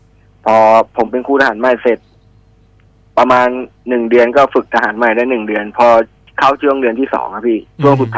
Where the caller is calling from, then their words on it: Ayutthaya, Phra Nakhon Si Ayutthaya, Thailand; อยุธยาครับพี